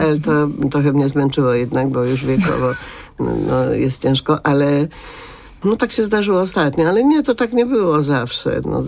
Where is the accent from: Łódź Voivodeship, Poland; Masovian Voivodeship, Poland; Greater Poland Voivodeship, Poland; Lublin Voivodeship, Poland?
Łódź Voivodeship, Poland; Łódź; choć ja jestem z Łodzi, a nie z Krakowa